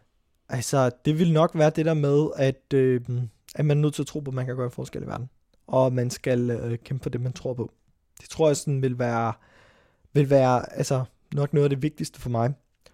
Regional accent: Frederiksberg, Capital Region, Denmark; Jeg voksede op i Frederiksberg med min familie og masser af skoleskift.

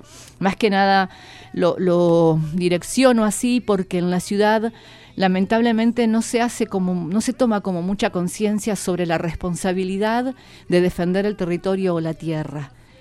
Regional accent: Chubut, Argentina; Vengo de Kurama, Pukuyamen, se conoce así, desde la provincia de Chubut. Soy una mujer mapuche

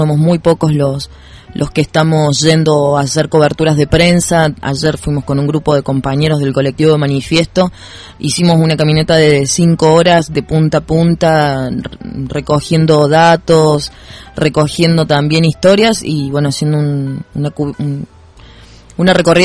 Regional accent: Río Ceballos, Córdoba, Argentina; Claro, soy de Río Ceballos

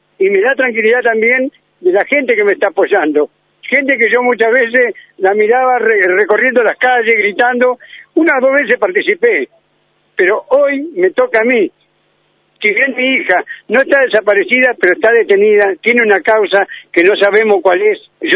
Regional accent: Argentina; porque soy argentino y soy ciudadano de esta ciudad.

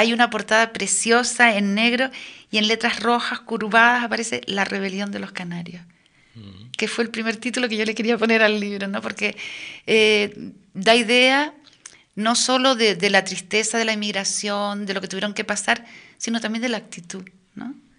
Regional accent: Western Sahara; Mi infancia en el Sahara, además, me ha dado las claves para entender las relaciones entre canarios y saharauis.

